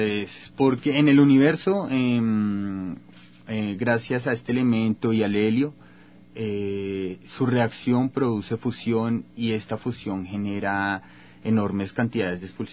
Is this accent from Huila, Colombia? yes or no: no; Bogotá, Colombia; yo vengo de la ciudad de Bogotá. Soy químico de la Universidad de Ciencias Aplicadas Ambientales de Colombia.